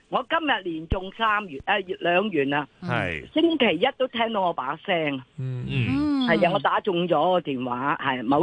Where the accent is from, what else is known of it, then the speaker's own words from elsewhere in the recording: Chaozhou, Guangdong, China; 我系潮州人啊，唔识讲嘅几句就得